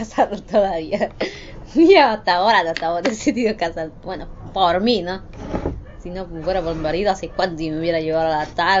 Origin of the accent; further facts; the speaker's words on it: Bolivia; now in Argentina; Cuando yo llegué de Bolivia con mi hija, él a mí me trató muy mal.